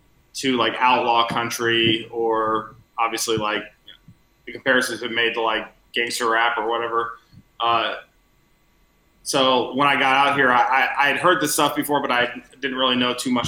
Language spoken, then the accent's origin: English; Atlanta, Georgia, United States; Yeah, I'm from Atlanta, from Georgia.